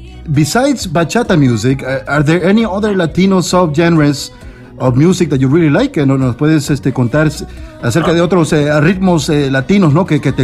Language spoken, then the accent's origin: Spanish; El Salvador; Yo también soy de El Salvador